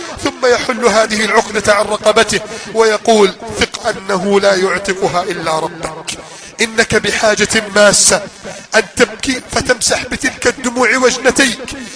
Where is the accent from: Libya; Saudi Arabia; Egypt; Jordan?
Egypt; اللهم احفظ بلدنا مصر من كيد الكائدين